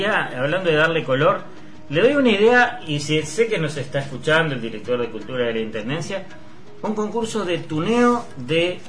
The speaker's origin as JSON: {"language": "Spanish", "region": "Montevideo", "country": "Uruguay", "said": "Yo me siento montevideano de todos los barrios."}